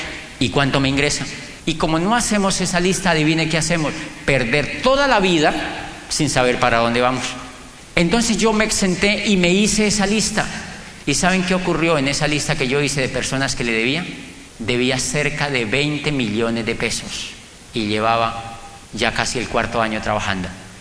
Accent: Colombia; moved away as an adult; now in Europe; Y yo le dije, yo vengo de Colombia.

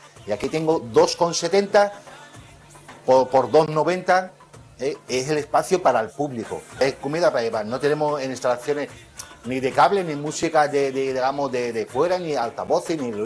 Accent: Lebanon; now in Spain; Yo soy libanés, del Líbano. Bueno, llevo aquí desde el 93 en Extremadura

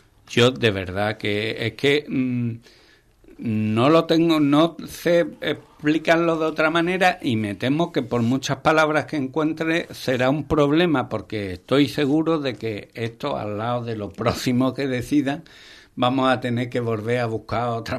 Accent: Andalusia, Spain; Yo soy andaluz y Andalucía es mi tierra.

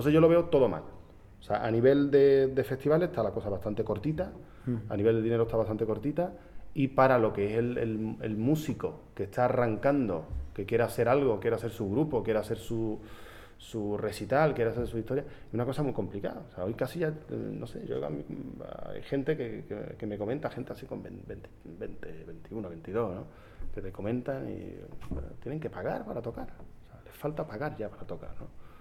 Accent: Seville, Andalusia, Spain; yo considero Sevilla como un paraíso, digamos, tú sabes cómo soy de Sevilla

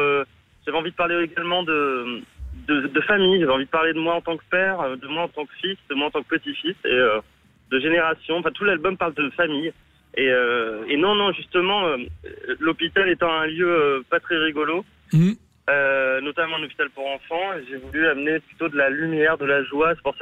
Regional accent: Clermont-Ferrand, Auvergne-Rhône-Alpes, France; Moi je viens du centre de la France, de Clermont-Ferrand.

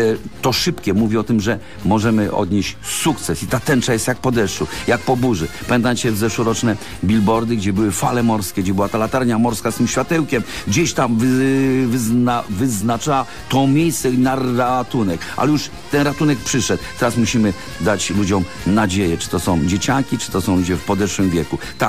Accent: Sanok, Subcarpathian Voivodeship, Poland; Patrzę na lokalne informacje i patrzę, czy jest już ta woź w Sanoku, skąd pochodzę.

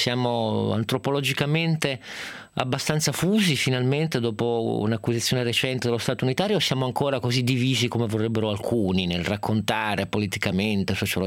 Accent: Turin, Piedmont, Italy; io vengo da Torino

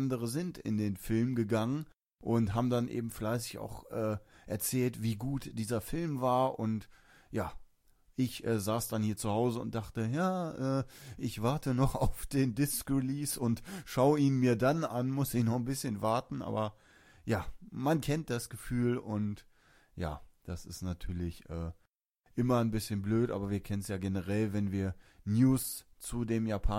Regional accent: Germany; dann ist man natürlich privilegiert, sag ich mal, jetzt von uns als Deutscher aus gesehen.

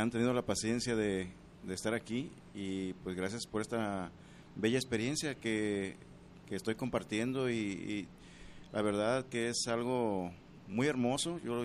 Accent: Cuauhtémoc, Colima, Mexico; also born or lived in Guadalajara; primeramente yo nací aquí en Guadalajara. Pero fui, me llevaron al estado de Colima, y allá viví toda mi infancia.

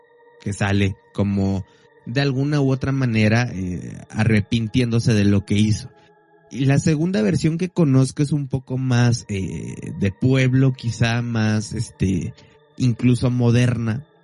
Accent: Mexico; Yo creo que como mexicano es una de las leyendas que con la que tuviste contacto, uh-huh, desde muy pequeña edad.

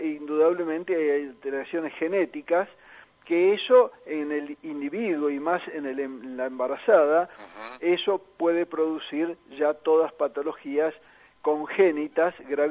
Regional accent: Argentina; vamos a involucrarnos un poco más como argentinos

